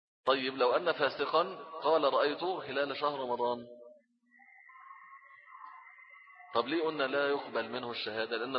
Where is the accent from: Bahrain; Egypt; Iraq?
Egypt; وفي الغالب عندنا في مصر دايما اتفق علم الايه الفلك مع الرؤية البصرية دايما